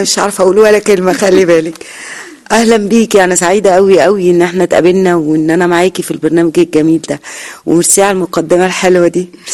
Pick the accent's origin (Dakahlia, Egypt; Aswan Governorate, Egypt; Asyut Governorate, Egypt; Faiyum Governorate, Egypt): Faiyum Governorate, Egypt; Abuksah; بص، أنا من قرية جوه الفيوم، القرية اسمها قرية أبوكسة